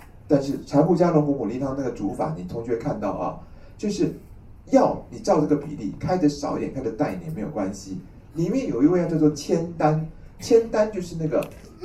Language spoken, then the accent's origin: Chinese; Taiwan; 那我们台湾人就是胆子小